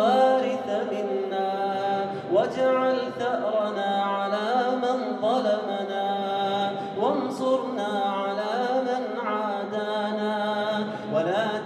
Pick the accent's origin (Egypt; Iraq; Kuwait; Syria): Kuwait; اللهم إنك أنعمت على بلادنا الكويت بنعم كثيرة